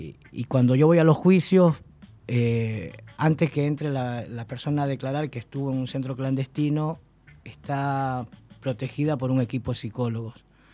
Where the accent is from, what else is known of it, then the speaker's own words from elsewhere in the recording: Ecuador; moved away as an adult; now in Argentina; Yo soy de Ecuador, desde el 96 cumplí 20 años, ahora el 12 de febrero, de vivir en Argentina. Y siempre, yo tengo 52 años, voy a cumplir 53. Y en los años 80, que nos tocó exiliarnos de Ecuador a muchos